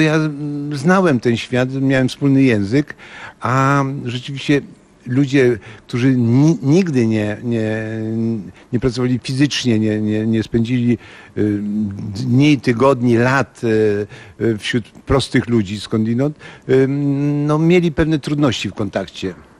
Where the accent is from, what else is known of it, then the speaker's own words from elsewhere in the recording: Ostrów Mazowiecka, Masovian Voivodeship, Poland; born there; Urodziłem się w Ostrowi Mazowieckiej 10 sierpnia 1947 roku